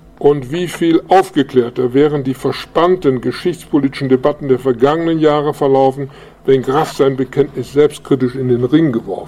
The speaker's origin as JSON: {"language": "German", "town": "Gdańsk", "region": "Pomeranian Voivodeship", "country": "Poland", "tie": "born there", "said": "Im Jahr 1927 wurde ich in Danzig geboren."}